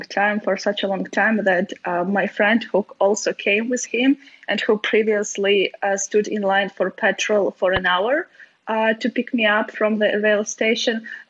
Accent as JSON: {"language": "English", "country": "Ukraine", "tie": "born or raised there", "second_language": "English", "said": "I will also will go and see my family in my hometown, which is like 200 kilometers from Lviv"}